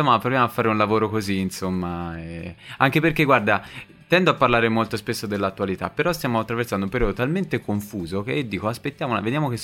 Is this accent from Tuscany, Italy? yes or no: yes; Tuscany, Italy; è una storia che è ispirata ad una sorta di storia-leggenda delle mie parti, del Monte Amiata.